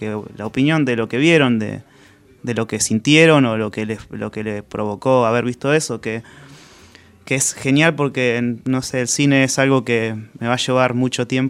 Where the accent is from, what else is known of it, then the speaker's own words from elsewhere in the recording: Santa Rosa, La Pampa, Argentina; yo soy de La Pampa, soy de Santa Rosa, y viví ahí